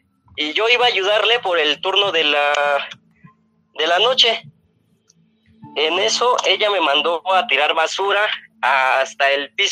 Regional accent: Ecatepec, State of Mexico, Mexico; soy de Catepec

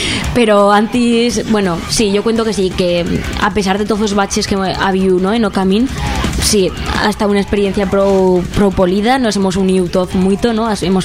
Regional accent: Zaragoza, Aragon, Spain; todos somos de Zaragoza, somos todos Neofablans.

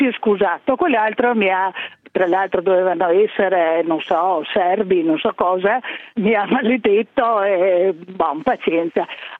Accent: Trieste, Friuli-Venezia Giulia, Italy; Io sono triestina e amo Trieste

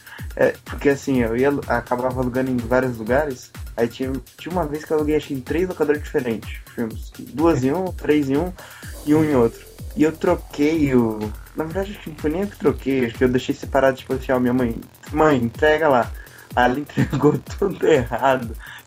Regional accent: São Paulo, Brazil; eu sou de São Paulo, e quando você descia pro litoral, o litoral é muito mais atrasado em questão disso.

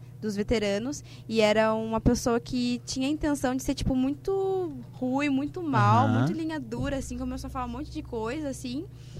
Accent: Curitiba, Paraná, Brazil; Então, eu sou de Curitiba mesmo, então eu tô cursando na faculdade da mesma cidade que eu.

